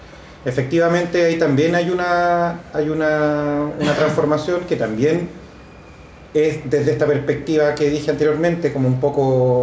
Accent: Chile; yo soy sociólogo chileno.

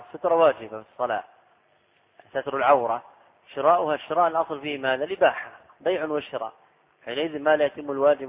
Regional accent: Saudi Arabia; أنا لست من أهل مصر. تسأل أهل البلد، هذا من غرائب على الطلاب سبحان الله. يعني أنا قادم من السعودية تحشرني في مسائل

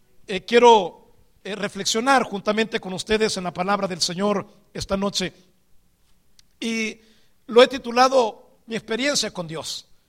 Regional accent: El Salvador; Vengo desde El Salvador, de una comunidad muy pequeña.

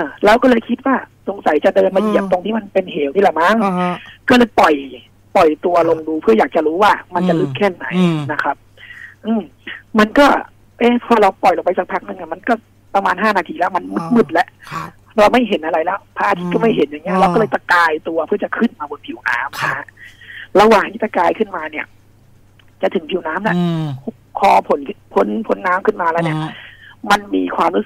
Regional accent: Bangkok, Thailand; คือจริงๆแต่ก่อนผมก็งงนะเพราะว่าเราเป็นคนกรุงเทพอะนะครับ

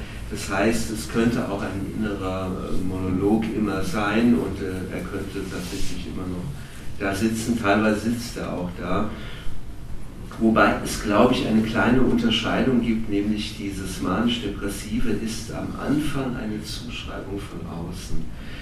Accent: Offenbach, Hesse, Germany; ich komme ja aus Offenbach

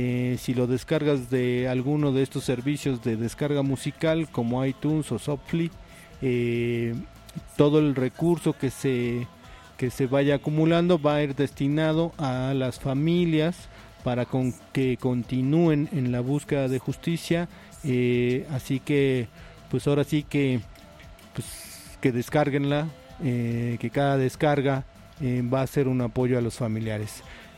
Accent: Mexico; que nos atañen como ciudadanos, como mexicanos, a cada uno.

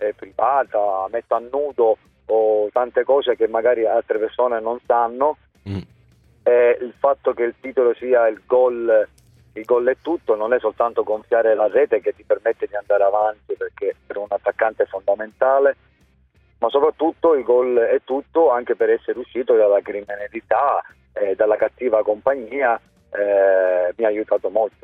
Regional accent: Palermo, Sicily, Italy; essendo anche siciliano e palermitano, ovunque andavo la prima cosa che dicevano: mafioso.

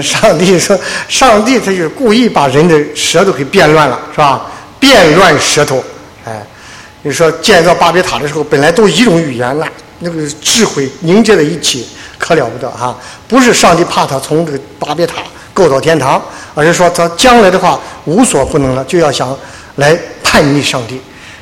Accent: China; 这是我们是中国人，我们了解我们的文化背景

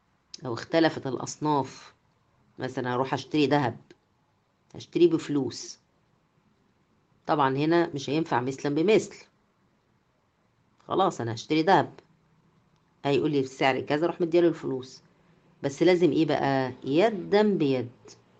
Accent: Egypt; طبعا دي يعني يمكن مش منتشرة عندنا في مصر

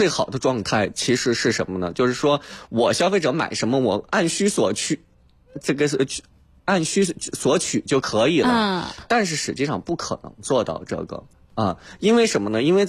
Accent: China; 我们发现我们中国人也是特别厉害

